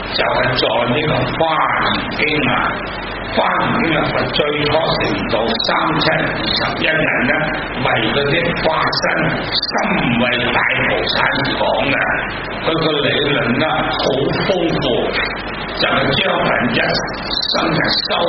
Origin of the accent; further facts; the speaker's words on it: Hong Kong; 如果唔系我哋香港人，都唔会好多人识得呢个印度文